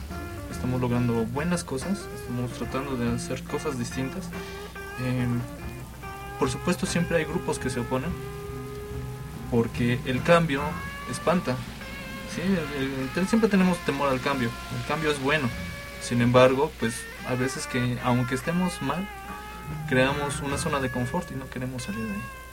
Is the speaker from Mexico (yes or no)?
yes; Mexico; Somos orgullosamente mexicanos, no como en otros países